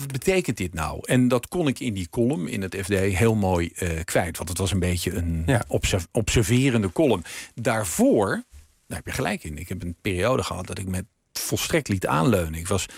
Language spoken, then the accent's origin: Dutch; North Holland, Netherlands; In mijn geval, we groeiden op in het Gooi.